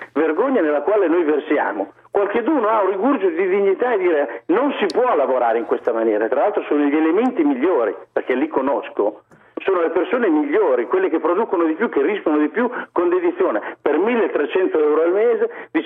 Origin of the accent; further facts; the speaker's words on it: Imola, Emilia-Romagna, Italy; io sono di Imola ad esempio